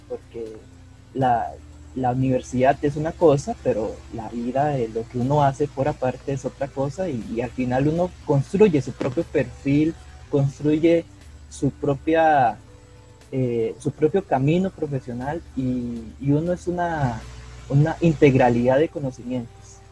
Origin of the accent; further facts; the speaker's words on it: Palmares, Alajuela, Costa Rica; nací y me crié en Palmares de Alajuela.